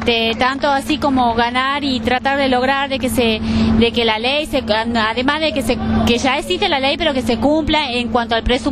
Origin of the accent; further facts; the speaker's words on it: Tucumán, Argentina; soy de Tucumán